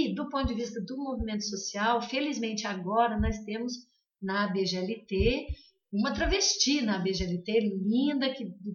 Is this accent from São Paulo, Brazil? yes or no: no; Santa Catarina, Brazil; Eu sou de Santa Catarina, é um estado muito pequeno. A minha cidade é uma cidade considerada de médio porte.